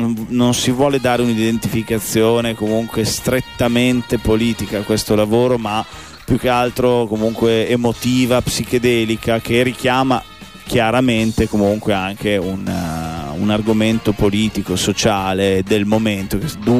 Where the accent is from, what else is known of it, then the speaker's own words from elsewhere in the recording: Piacenza, Emilia-Romagna, Italy; No, veniamo da Piacenza